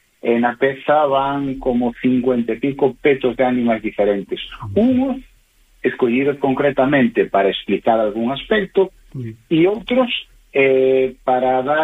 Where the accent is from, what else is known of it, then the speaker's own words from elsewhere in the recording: Galicia, Spain; porque somos galegos e estamos falando para un público mayoritariamente galego